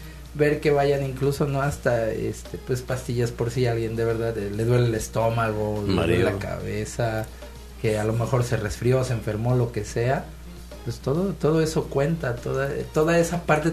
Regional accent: Mexico; Parece que somos mexicanos. Entonces, no hay imposibles ahí.

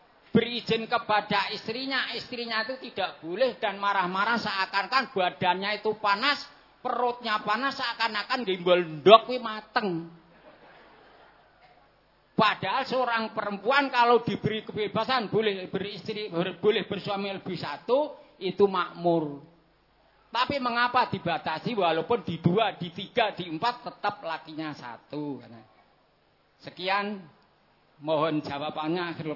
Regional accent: Gunung Kidul, Special Region of Yogyakarta, Indonesia; karena saya dari Gunung Kidul, Cedak Watu, atau Ratu

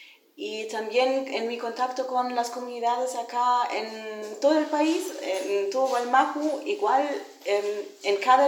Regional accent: Germany; now in Chile; Yo soy mapuche, crecí en Alemania, fui adoptada para Alemania y hace 2 años que estoy viviendo acá otra vez.

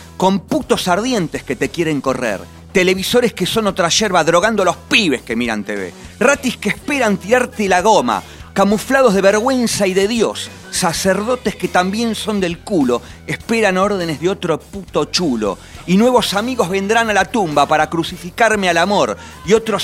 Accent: Argentina; Y además, somos argentinos y vamos a ganar.

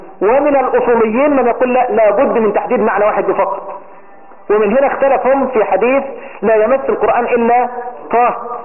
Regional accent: Egypt; أو لأن الدارج في بلده عندنا في مصر إن هذه الكلمة كلمة خارجة

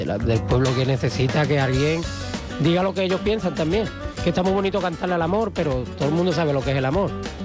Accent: Cádiz, Andalusia, Spain; Yo vengo de la tierra del Levante, así que allí en Cádiz estamos el que más que menos tato para allá.

